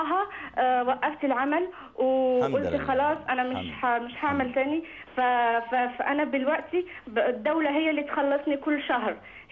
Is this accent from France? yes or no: yes; France; Arabic is a second language; في نفس الوقت أنا من فرنسا وعندي مشاكل شوي في اللغة